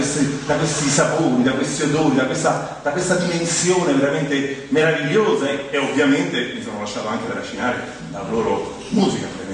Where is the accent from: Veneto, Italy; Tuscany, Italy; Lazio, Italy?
Lazio, Italy; Rome; Non capisco, sono romano, che dove vai?